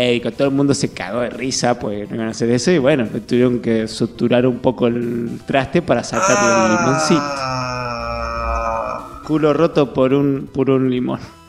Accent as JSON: {"language": "Spanish", "region": "Tucumán", "country": "Argentina", "said": "yo soy tucumano, boludo"}